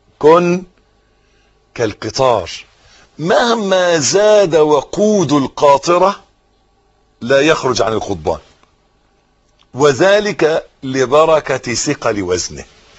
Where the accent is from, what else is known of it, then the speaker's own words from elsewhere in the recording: Egypt; حتة الأرض اللي إحنا واقفين عليها دي بلدنا مصر